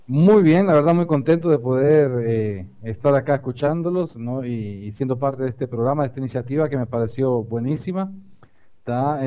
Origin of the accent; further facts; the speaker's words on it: La Ceiba, Atlántida, Honduras; yo soy de La Ceiba, de la costa norte de Honduras. Se llama la novia de Honduras.